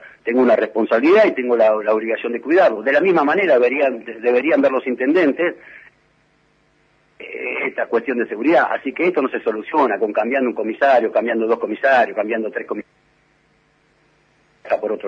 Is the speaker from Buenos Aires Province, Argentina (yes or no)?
yes; Moreno, Buenos Aires Province, Argentina; mi patria chica, que es Moreno, siempre lo voy a llevar en mi corazón